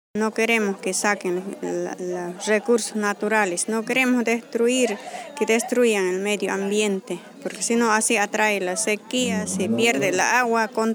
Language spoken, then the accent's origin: Spanish; Tariquía, Tarija, Bolivia; vengo de Tariquía, de la comunidad de Pampa Grande.